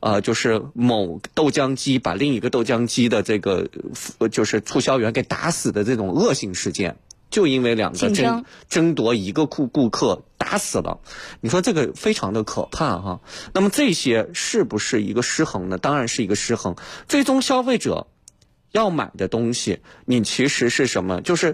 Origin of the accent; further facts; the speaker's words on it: China; 我们发现我们中国人也是特别厉害